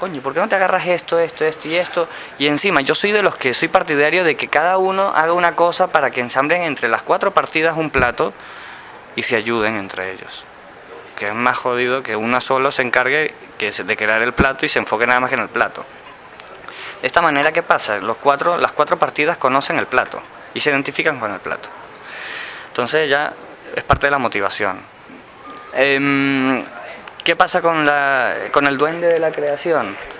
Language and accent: Spanish; France; Yo vengo de Francia también, ojo al dato.